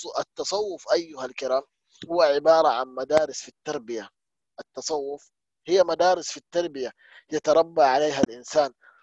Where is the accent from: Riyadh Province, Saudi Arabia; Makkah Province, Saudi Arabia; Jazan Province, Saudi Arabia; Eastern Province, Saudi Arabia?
Makkah Province, Saudi Arabia; Mecca; مثلا عندنا في مكة مثلا